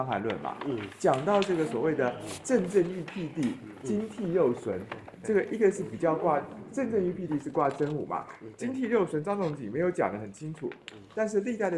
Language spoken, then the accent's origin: Chinese; Taiwan; 就是我们台湾人说什么